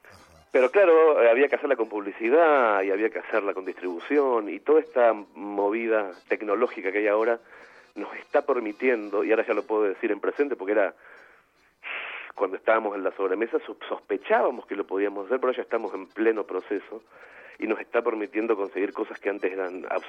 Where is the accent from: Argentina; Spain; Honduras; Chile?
Argentina; moved away as an adult; A las 30, o sea, justamente hace 10 años, me fui de Argentina para siempre